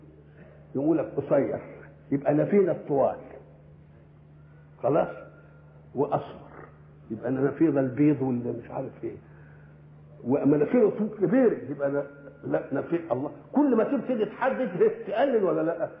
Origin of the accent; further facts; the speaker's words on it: Egypt; accent: Egyptian; ولذلك احنا لما نروح بلاد ان كلمناهم بلهجتنا المصريه ما يفهموش ولا كلمه